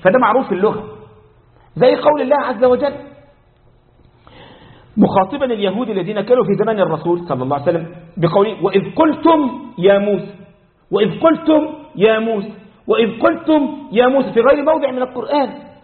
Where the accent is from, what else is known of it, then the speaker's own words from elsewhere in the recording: Egypt; ده مثل عندنا في مصر